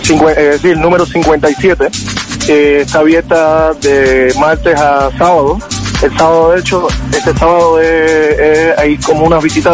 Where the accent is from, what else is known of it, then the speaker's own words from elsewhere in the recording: Cuba; Bueno, soy cubano